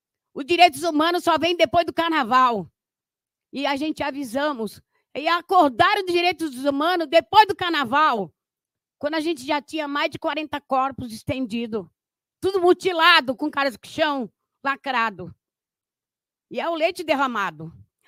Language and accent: Portuguese; Santos, São Paulo, Brazil; Eu sou da Baixada Santista, sou de Santos